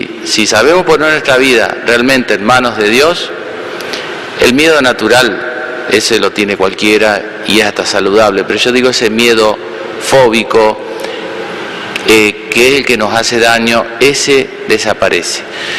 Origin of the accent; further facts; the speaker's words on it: Entre Ríos, Argentina; Estando en mi pueblo natal, allá en Entre Ríos